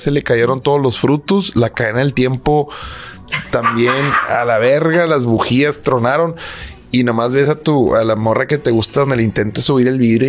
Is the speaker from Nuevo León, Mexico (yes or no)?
yes; Monterrey, Nuevo León, Mexico; como regios que somos